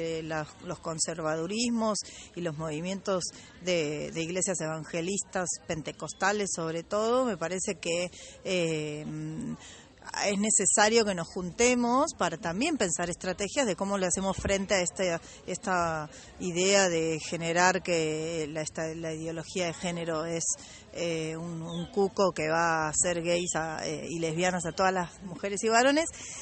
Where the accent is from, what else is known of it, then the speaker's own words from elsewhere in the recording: Mar del Plata, Buenos Aires Province, Argentina; soy de Mar del Plata.